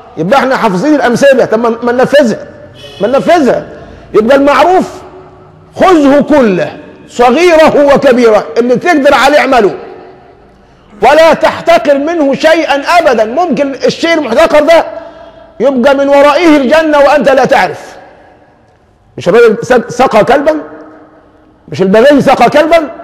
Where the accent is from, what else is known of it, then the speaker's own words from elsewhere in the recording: Egypt; وحتى عندنا كمصريين دمنا خفيف قوي